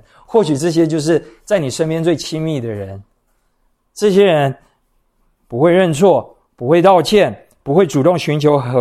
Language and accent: Chinese; Taiwan; 我们都是台湾人嘛，我们都在这个文化环境中长大